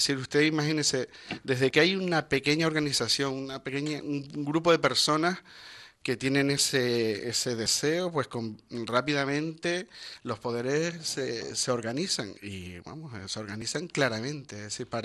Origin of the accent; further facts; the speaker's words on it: Canary Islands, Spain; siempre hemos sido canarios, hemos sido cristianos y nos hemos hecho curas